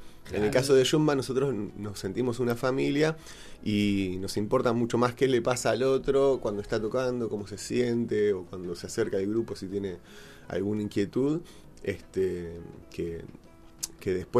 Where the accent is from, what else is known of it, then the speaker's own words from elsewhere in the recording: Buenos Aires, Argentina; born there; Nosotros nacimos en Buenos Aires, en mi caso en un departamento, en otras casas, en casas de familias, no en un contexto cultural de un barrio montevideano, mucho menos de una familia candombera uruguaya.